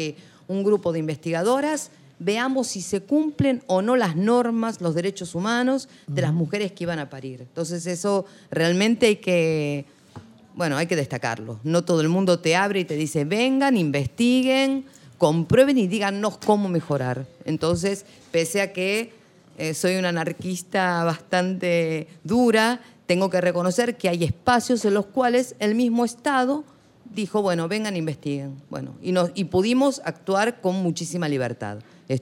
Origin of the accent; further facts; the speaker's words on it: Argentina; Pero bueno, soy argentina y tengo doble nacionalidad, soy española.